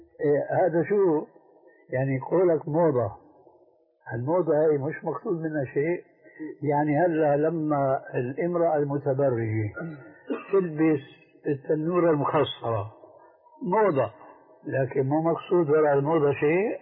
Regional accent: Syria; في بنطلون عندنا في الشام مضى عليه زمن

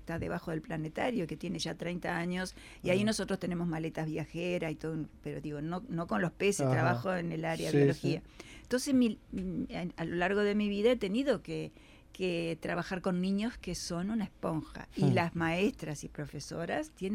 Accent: Colonia, Uruguay; Yo soy un caso que vine en el 64 desde Colonia, o sea que fue todo un esfuerzo.

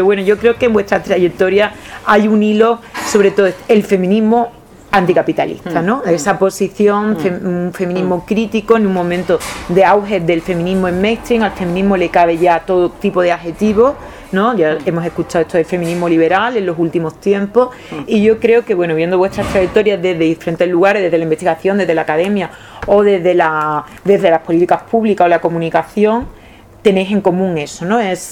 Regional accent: Seville, Andalusia, Spain; soy de aquí de Sevilla, soy abogada

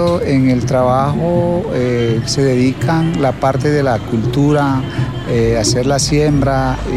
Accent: Colombia; no estamos, digamos, situados en el mismo Buenaventura, sino es que venimos de unas comunidades del San Juan, que es otro día para llegar a Buenaventura

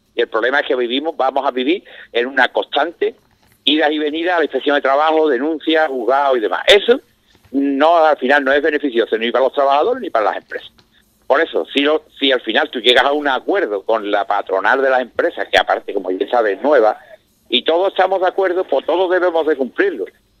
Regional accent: Jerez de la Frontera, Andalusia, Spain; yo soy de Jerez

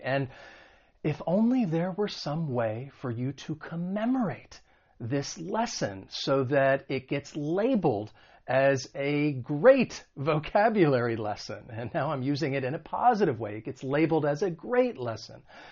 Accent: United States; accent: American; when it comes to the American accent, because I'm from the United States

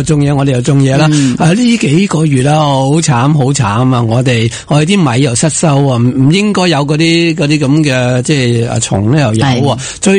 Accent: Hong Kong; 咁我香港人明唔明嘅啫吓

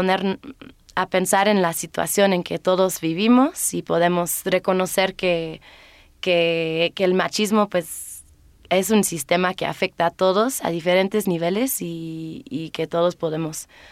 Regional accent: United Kingdom; Spanish is a second language; Ah, claro, sí, yo soy británica.

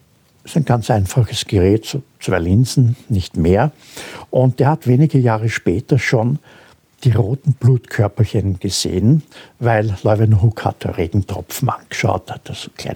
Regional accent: Austria; man vergisst das oft und ich darf das als Österreicher sagen

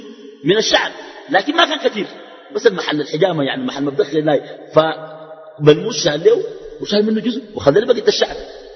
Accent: Sudan; عندنا في السودان

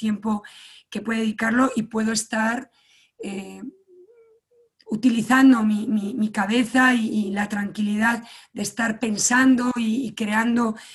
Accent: Galicia, Spain; Yo soy gallega. En general los españoles somos mucho de contacto, pero los gallegos ya nos pasamos.

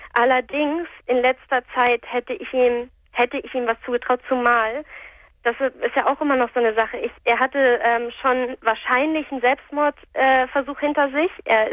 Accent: Hamburg, Germany; wir kommen hier aus Hamburg.

